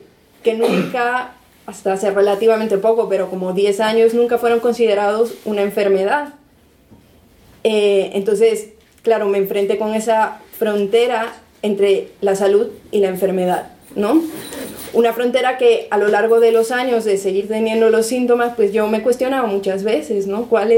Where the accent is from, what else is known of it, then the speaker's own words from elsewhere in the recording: Bolivia; moved away as an adult; also born or lived in United States; now in Spain; Yo soy de Bolivia, me fui a los 18, llevo bastante tiempo en España, pero luego he vivido en Estados Unidos